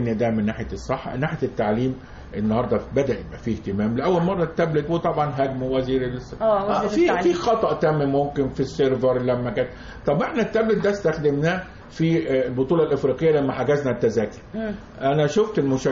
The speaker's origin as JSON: {"language": "Arabic", "town": "Port Said", "region": "Port Said Governorate", "country": "Egypt", "said": "وانا بورسعيدي الناس فرحانه بورسعيد"}